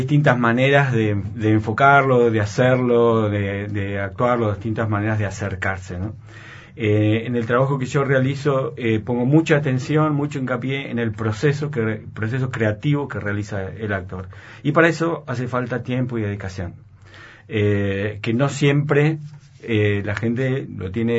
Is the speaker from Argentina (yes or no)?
yes; Argentina; nos trae un tema que no nos abandona como sociedad, como argentinos